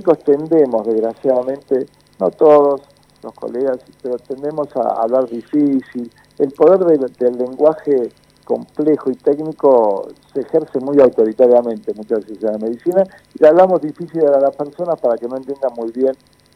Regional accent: Argentina; soy argentino trabajador y peronista

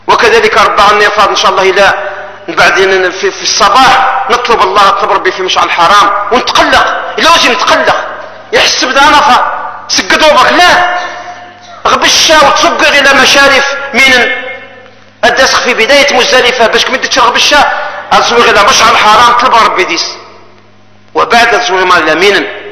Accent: Algeria; احنا جزائريين بلا تولة البلاد

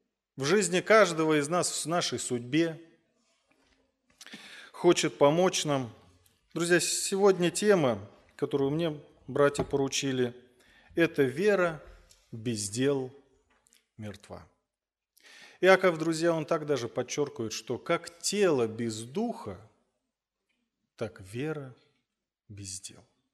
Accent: Voronezh, Voronezh Oblast, Russia; переехал обратно в родной город, город Воронеж.

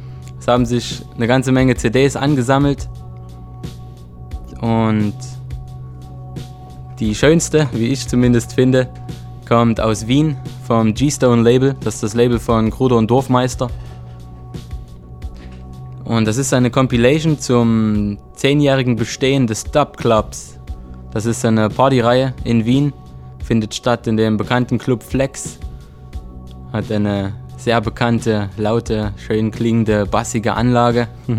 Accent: Freiberg, Saxony, Germany; Und die Reime kommen von … aus Freiberg in Sachsen, meine Heimatstadt.

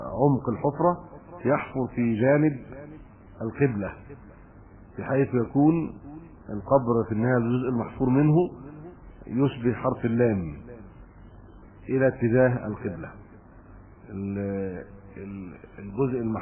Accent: Egypt; معظم ما عندنا في مصر شق

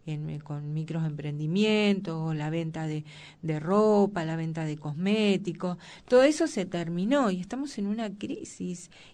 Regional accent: Argentina; Nosotros, como argentinos, pero no podemos hacer, pero como mujeres sí podemos hacer esa crítica.

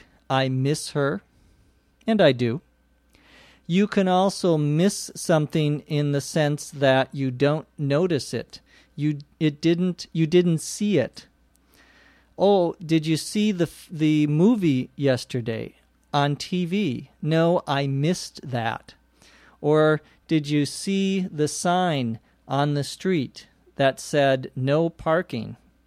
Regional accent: Los Angeles, California, United States; from Los Angeles, California.

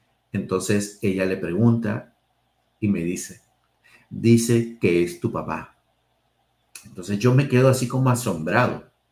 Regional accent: Lima, Peru; born there; mi papá de la zona de la selva, mi papá de la zona andina, yo nací aquí en Lima, mis hermanos nacieron en Lima

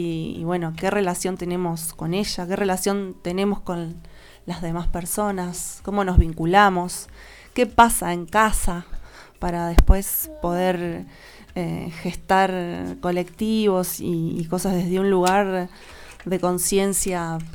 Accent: Bolívar, Buenos Aires Province, Argentina; un amigo baterista percusionista muy querido de la ciudad de Bolívar, de donde yo vengo también

